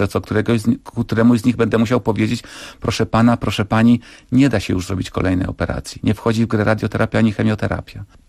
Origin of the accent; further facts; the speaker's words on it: Kraków, Lesser Poland, Poland; ja pochodzę z Nowej Huty. Kiedyś bardzo to rozróżniano, Krakus i Hutas. Teraz już nie wstyd być z Nowej Huty i się do tego przyznać.